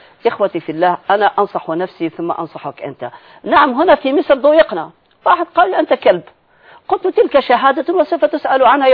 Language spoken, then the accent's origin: Arabic; Algeria; أنت جزائري وأنا جزائري, نعم نغضب بسرعة